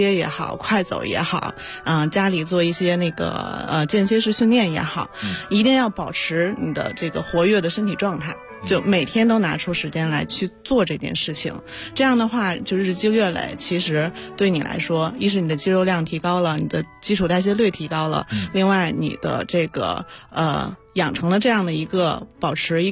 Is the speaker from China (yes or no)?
yes; Hebei, China; 我是河北人。